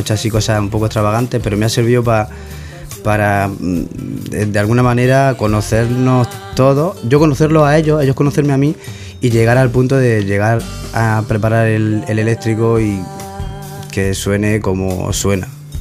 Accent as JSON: {"language": "Spanish", "town": "Granada", "region": "Andalusia", "country": "Spain", "tie": "born or raised there", "also_born_or_lived": "Catalonia", "lives_now": "Murcia, Spain", "said": "aparte de que soy catalán de nacimiento, criado en Granada y terminado de rematar de cría aquí en Murcia"}